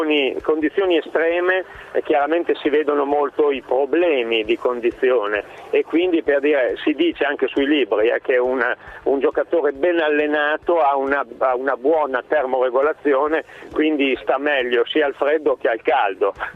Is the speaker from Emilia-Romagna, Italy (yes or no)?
yes; Salsomaggiore Terme, Emilia-Romagna, Italy; io sono di Salso Maggiore Terme